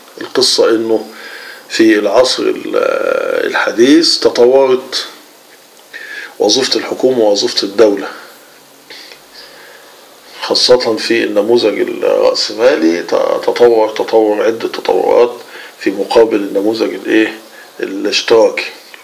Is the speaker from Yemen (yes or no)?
no; Egypt; ولو نلاحظ انه مع دخول الاستعمار عندنا في مصر وفي غيرها من دول